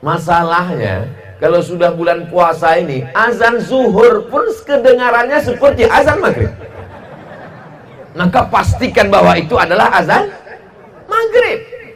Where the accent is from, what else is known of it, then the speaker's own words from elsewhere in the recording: Sumatra, Indonesia; jangan sampai nanti jamaah di Sumatera, di kampung saya nggak tahu